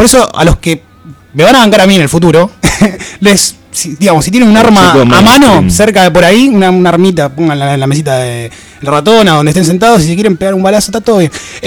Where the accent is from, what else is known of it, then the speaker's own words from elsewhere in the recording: Lomas de Zamora, Buenos Aires Province, Argentina; also born or lived in Banfield / Temperley; Nosotros que somos de Loma de Zamora, de Banfield, de Temperley.